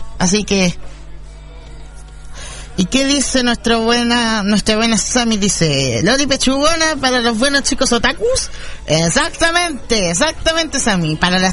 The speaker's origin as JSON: {"language": "Spanish", "country": "Chile", "said": "Así que para mis amigos de Argentina, también de Chile, mis compatriotas chilenos, por supuesto"}